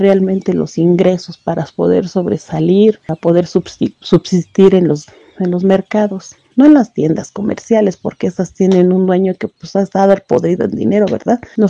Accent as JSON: {"language": "Spanish", "country": "Mexico", "said": "Como todo mexicano siempre hemos salido adelante, siempre hemos sido positivos en lo que cabe."}